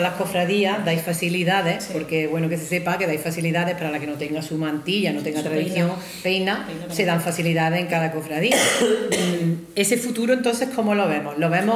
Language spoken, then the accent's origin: Spanish; Archidona, Andalusia, Spain; me gusta mucho hablar de la Semana Santa de mi pueblo